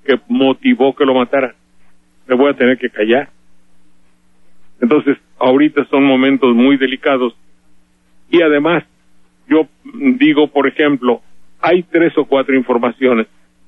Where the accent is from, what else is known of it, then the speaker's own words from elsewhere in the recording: Veracruz, Mexico; Porque soy de Veracruz